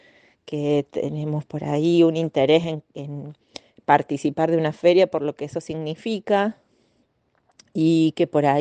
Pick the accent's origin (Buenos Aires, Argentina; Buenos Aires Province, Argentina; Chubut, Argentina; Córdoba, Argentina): Córdoba, Argentina; Yacanto; de Yacanto.